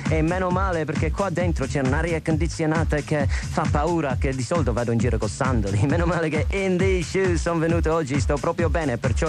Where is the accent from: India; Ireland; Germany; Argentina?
Ireland; Italian is a second language; essendo irlandese questo è più vicino a tempo mio